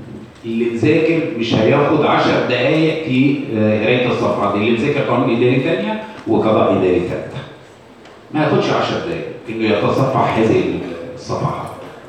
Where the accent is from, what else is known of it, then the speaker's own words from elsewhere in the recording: Egypt; يبقى احنا عندنا في مصر